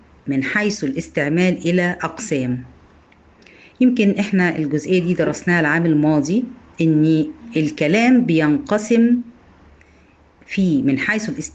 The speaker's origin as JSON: {"language": "Arabic", "country": "Egypt", "said": "إحنا هنا عندنا في مصر المفروض إن إحنا بنتكلم لغة عربية، لكن طبعا إحنا مش بنتكلم عربي، إحنا بنتكلم لغة عامية."}